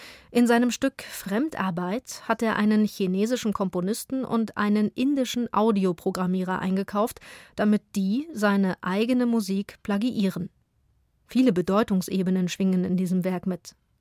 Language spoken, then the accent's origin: German; Halle an der Saale, Saxony-Anhalt, Germany; born there; in meiner Geburtsstadt Halle an der Saale